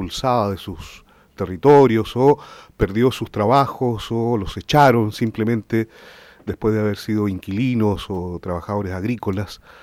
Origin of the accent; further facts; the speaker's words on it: Valdivia, Los Ríos, Chile; born there; Yo nací en Valdivia.